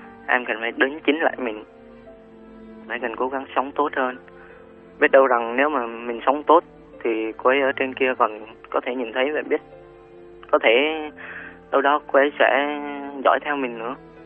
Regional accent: Ninh Thuận, Vietnam; now in Ho Chi Minh City, Vietnam; Dạ, quê em ở Ninh Thuận.

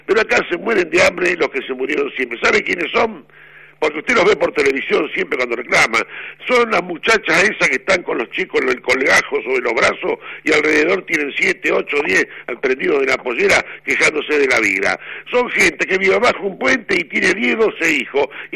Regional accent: Argentina; yo me siento orgulloso como argentino

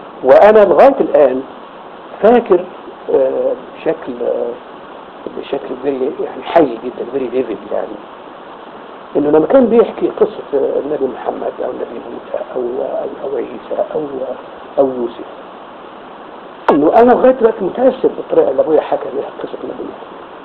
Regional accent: Qahafa, Gharbia, Egypt; الكتاب مقره في قريتنا بيت الشيخ وكان في قرية أحافة اعتقد كتابين اساسيين فقط

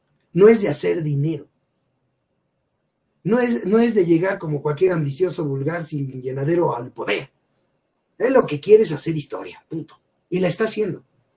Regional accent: Mexico; yo no he visto una sola ganancia para mí como mexicano.

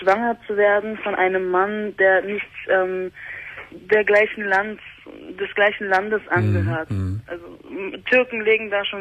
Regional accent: Berlin, Germany; ich bin ursprünglich Türkin, aber in Berlin geboren, in Berlin aufgewachsen.

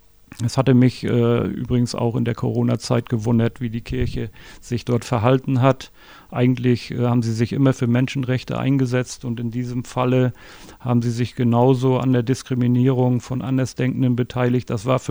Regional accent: Stralsund, Mecklenburg-Vorpommern, Germany; Ich bin in Stralsund geboren und lebe auch seitdem dort

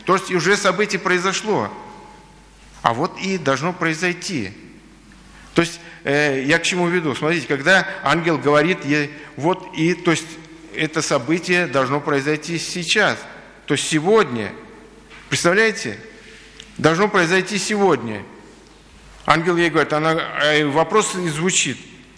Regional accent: Baku, Azerbaijan; когда я жил в детстве на Кавказе, в Азербайджане, в Баку

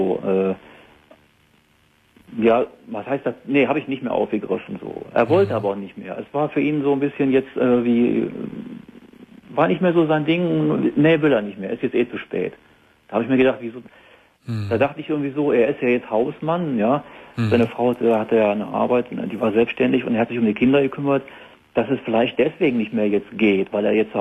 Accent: Germany; dann war ich im April mal wieder da in der Eifel, ne, wo ich herkomme

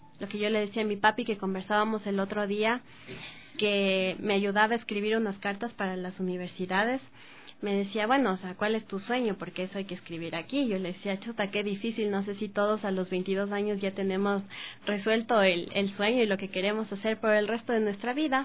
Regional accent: Ecuador; Como ecuatorianos, como parte de estos géneros

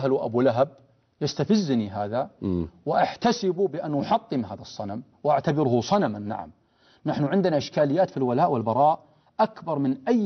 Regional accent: Riyadh, Riyadh Province, Saudi Arabia; مقارنة بالصف والصفين اللي عندنا في الرياض مثلا،

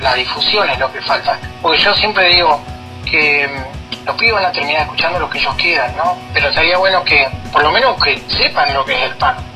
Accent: Chubut, Argentina; yo soy de acá de Chubut

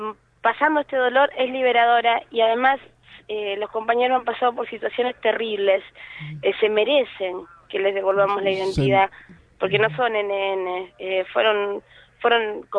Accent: Argentina; nuestra identidad como argentinos

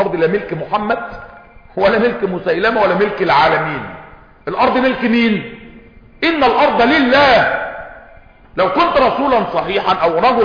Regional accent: Egypt; احنا مصريين وعارفين يعني الديرو غطاء

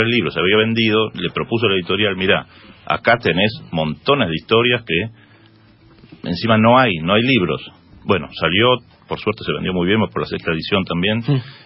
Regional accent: Buenos Aires, Argentina; Más, soy de Flores Norte. Pero Villa Santa Rita.

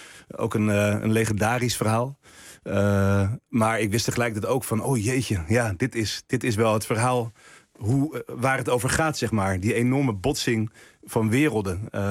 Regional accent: Texel, North Holland, Netherlands; ik ben wel echt van Texel. Maar als je echt de Texelaars vraagt, ben ik nog steeds import. Ook al is het getrapt.

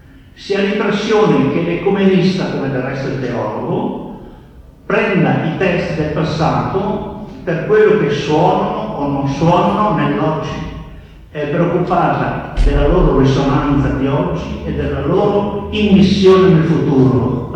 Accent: Padua, Veneto, Italy; vengo da Padova

